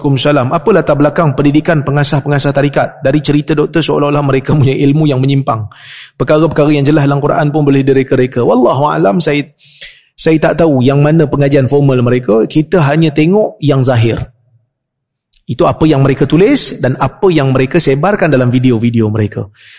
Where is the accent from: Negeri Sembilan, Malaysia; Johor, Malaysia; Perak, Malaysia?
Perak, Malaysia; Saya orang Perak. Perak pun tak boleh.